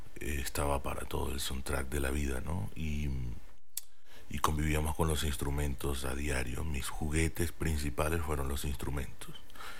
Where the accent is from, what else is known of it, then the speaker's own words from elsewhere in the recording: Maracaibo, Zulia, Venezuela; soy de Maracaibo. Crecí en una familia de músicos